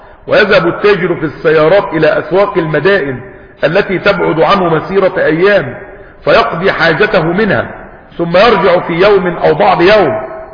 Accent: Egypt; ده لما كان عندنا في مصر جريدة ولا جريدتين ولا حاجة

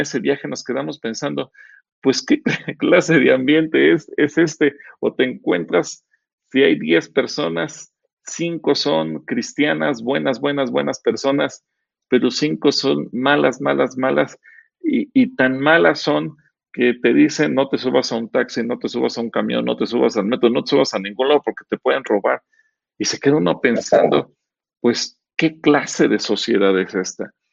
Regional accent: Mexico; Puedo hablar como mexicano de nuestros defectos como mexicanos

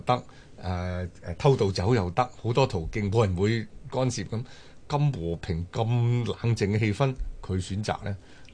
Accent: Guangdong, China; 嗱，好似我哋廣東人啊，咁恭喜發財啊

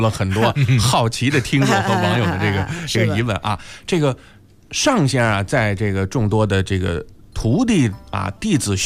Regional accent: Beijing, China; 咱们北京人说这个萝卜赛梨嘛

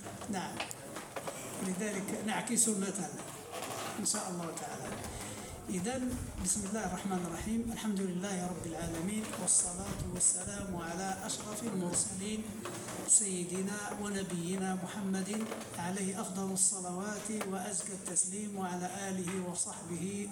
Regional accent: Morocco; وقلنا بأن عندنا في المغرب يعني يزيدون سببا آخر وهو الشد

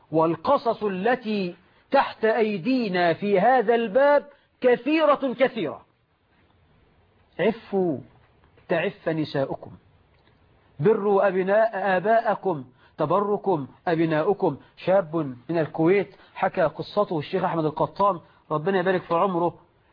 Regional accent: Egypt; بقى عندنا في مصر 12 مليون عانس لأننا نغالف المهور.

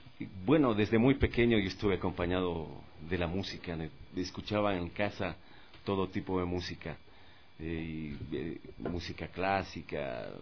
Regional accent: Quito, Pichincha, Ecuador; born there; Bueno, nací en Quito un 8 de abril del 61.

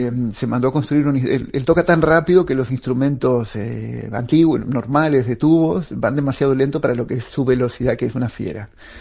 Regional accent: Paysandú, Uruguay; yo crecí en Paysandú, en la Plaza Constitución, justo en la iglesia, frente a donde está la iglesia principal, que es donde está el órgano.

